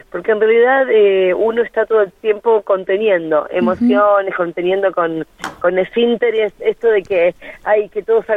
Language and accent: Spanish; Junín, Buenos Aires Province, Argentina; yo soy de Junín, provincia de Buenos Aires